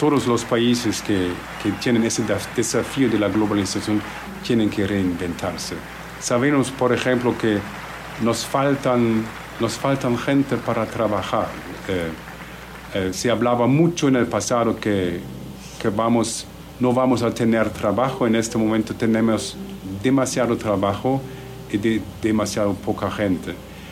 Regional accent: Germany; Spanish is a second language; Entonces, yo como alemán que estuve en este momento un poco...

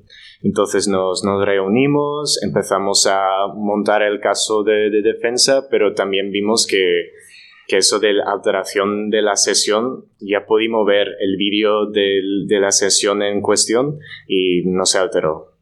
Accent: Netherlands; Spanish is a second language; now in Spain; además soy extranjero, soy de Holanda, no puedo comparar cómo es la situación en España como con la holandesa

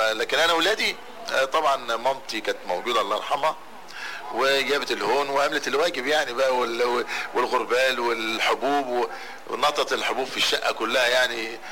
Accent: Damanhur, Beheira, Egypt; أنا من أبناء مدينة دمنهور، واتولدت في شبرا في شارع الجيشي.

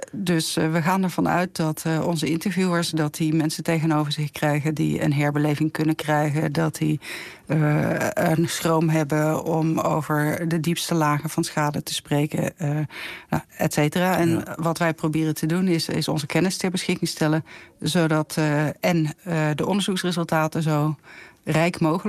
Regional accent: Rotterdam, South Holland, Netherlands; born or raised there; also born or lived in Limburg

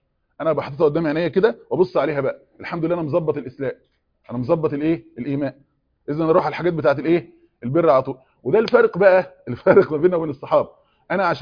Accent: Egypt; احنا زي الفته كده كمصريين دلوقتي

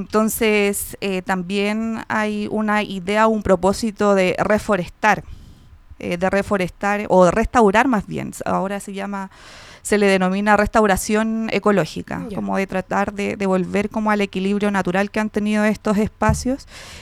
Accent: San Bernardo, Santiago Metropolitan, Chile; somos una organización de mujeres, de lesbianas, que somos la mayoría de San Bernardo.

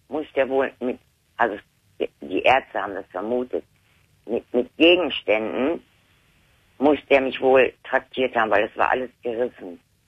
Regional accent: Lower Saxony, Germany; born there; Da bin ich dann aber nicht mehr in Niedersachsen, da bin ich dann hier nach Nordrhein. Ich bin ja in Niedersachsen auch geboren.

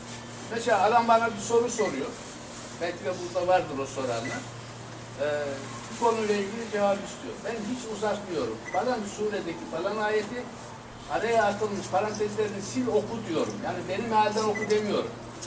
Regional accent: Kayabaşı, Konya, Turkey; born there; ben aslen Konya doğumluyum. Konya'nın Beyşehir'in Kayabaşı köyü var. Ben orada doğdum. Okur yazar olmayan bir ailenin çocuğuyum.

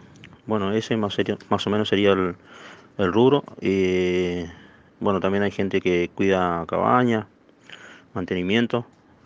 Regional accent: Río Negro, Argentina; como somos de Río Negro y somos la tercera provincia en zona de riesgo

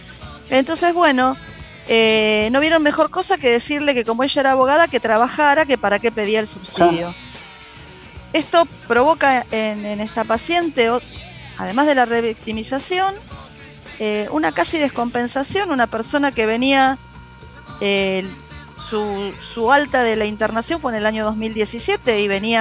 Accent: Buenos Aires, Argentina; nosotros somos de Matadero.

